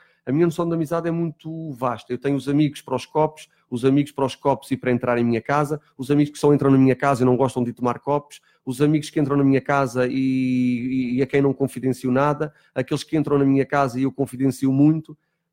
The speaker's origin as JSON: {"language": "Portuguese", "region": "Azores", "country": "Portugal", "moved": "yes", "lives_now": "Lisbon, Portugal", "said": "Eu quando venho dos Açores para Lisboa, eu não tinha amizades, tive que começá-las do zero."}